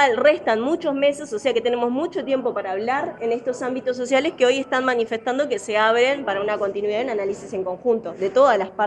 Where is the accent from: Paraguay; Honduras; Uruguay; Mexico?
Uruguay; que nosotros también como uruguayo y uruguayo tenemos que entender